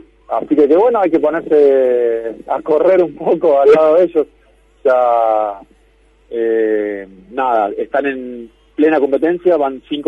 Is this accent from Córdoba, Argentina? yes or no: yes; Valle Hermoso, Córdoba, Argentina; En este momento estoy en Valle Hermoso, en mi pueblo acá en Córdoba